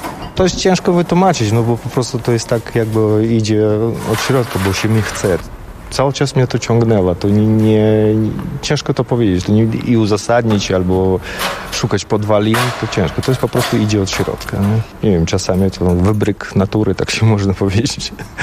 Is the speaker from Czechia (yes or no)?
no; Tajikistan; Polish is a second language; now in Poland; pochodzę z gór i tu jest był taki teren górski, prawda, te Bieszczady, chociaż mało przypominający nasze góry, gdzie tam 7 tysięcy wysokości, bo to największe góry całym Związku Radzieckim byli właśnie u nas w Tadżykistanie.